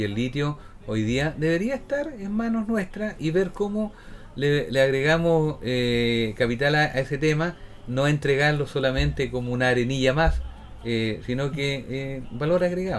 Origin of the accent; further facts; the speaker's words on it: Chile; Porque lo dije antes, somos todos chilenos.